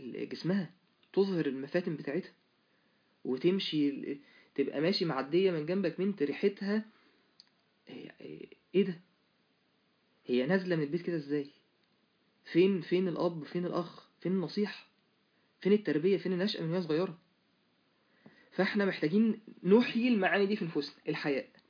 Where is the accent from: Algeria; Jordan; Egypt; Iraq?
Egypt; Mansoura, Dakahlia; وماشي في شارع يعني على عندنا في المنصورة على النيل